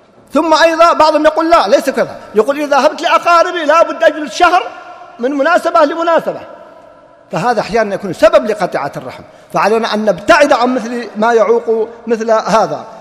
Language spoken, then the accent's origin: Arabic; Riyadh, Riyadh Province, Saudi Arabia; يوم من الأيام وقع حادث عندنا في الرياض